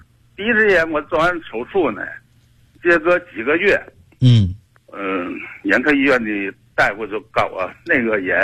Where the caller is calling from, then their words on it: Tianjin, China; 我是天津的北辰的。